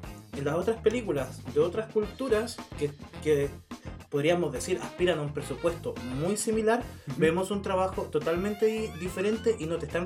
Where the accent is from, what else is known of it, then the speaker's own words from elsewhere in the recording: Chile; como chilenos, los que hicieron el cortometraje del oso